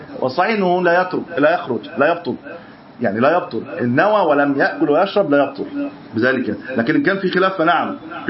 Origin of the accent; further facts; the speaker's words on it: Egypt; طبعا هي مش متحققه عندنا في مصر، لكن في البلد في اكثر من نقد